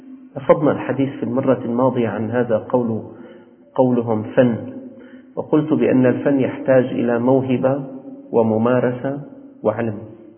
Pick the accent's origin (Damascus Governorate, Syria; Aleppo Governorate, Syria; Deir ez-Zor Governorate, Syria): Damascus Governorate, Syria; Damascus; أنا أخبركم أكثركم ليس من أهل الشام، نحن والأساتذة من أهل الشام.